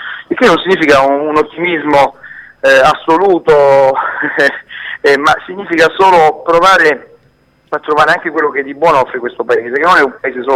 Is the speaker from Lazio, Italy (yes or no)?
yes; Lazio, Italy; tornando ancora una volta nella mia terra, che è quella Pontina, sebbene io sia di origine napoletana